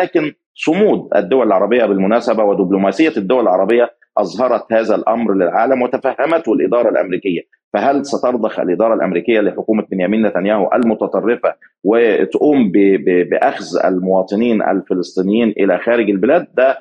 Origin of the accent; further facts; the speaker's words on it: Egypt; يعني أنا مصري في الأول والآخر